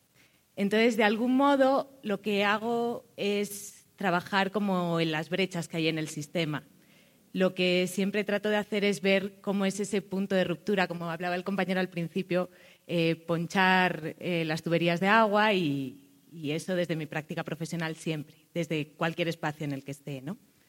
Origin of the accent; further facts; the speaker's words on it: Spain; accent: Spanish; moved away as an adult; now in Ecuador; Como verán por mi acento, soy española, pero llevo 6 años en Ecuador. Les hago esta aclaración porque hablo como ecuatoriana, porque me siento profundamente ecuatoriana.